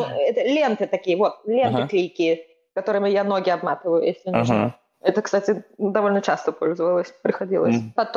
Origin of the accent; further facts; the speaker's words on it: Estonia; Я из Эстонии первоначально